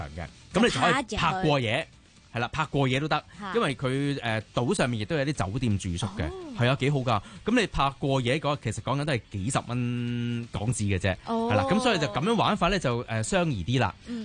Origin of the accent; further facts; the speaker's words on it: Hong Kong; 就算我哋香港人咧